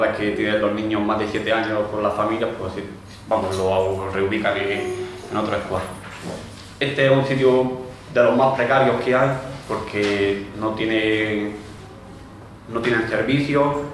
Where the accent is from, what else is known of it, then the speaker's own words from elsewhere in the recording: Padul, Andalusia, Spain; soy del PADUL y he estado dos veces ya ahí en Atenas